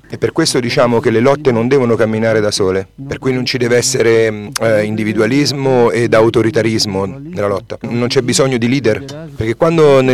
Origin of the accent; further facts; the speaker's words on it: Oaxaca, Mexico; stiamo resistendo nella regione da cui vengo, quella dell'Istmo